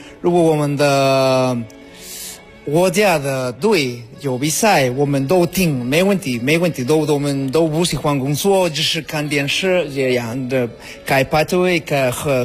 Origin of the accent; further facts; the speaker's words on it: Mexico; Chinese is a second language; 我是墨西哥人。